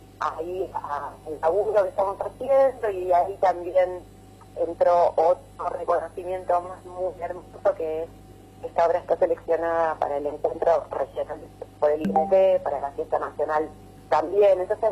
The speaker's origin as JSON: {"language": "Spanish", "town": "San Marcos Sierra", "region": "Córdoba", "country": "Argentina", "said": "somos de San Marcos Sierra, y la verdad que nunca habíamos estado en esa zona"}